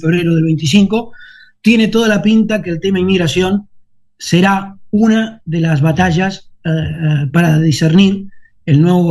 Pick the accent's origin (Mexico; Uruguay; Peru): Uruguay; now in Spain; Yo soy muy uruguayo y me siento muy uruguayo. Y parlo catalán y no tengo cap problema en hablar catalán.